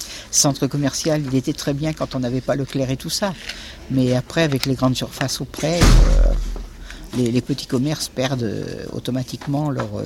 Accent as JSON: {"language": "French", "town": "Angoulême", "region": "Nouvelle-Aquitaine", "country": "France", "said": "je suis arrivée dans le quartier avec mes parents en 62. Alors, j'étais d'Angoulême, hein, quand même, mais dans le quartier depuis 62."}